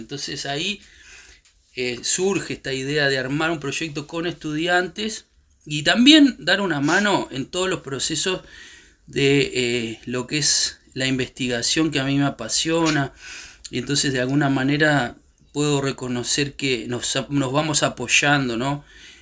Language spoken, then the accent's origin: Spanish; Uruguay; also born or lived in Chile; si bien yo soy uruguayo, pero estuve 15 años fuera, por lo tanto conozco más de Chile en estos últimos 15 años de lo que ha pasado acá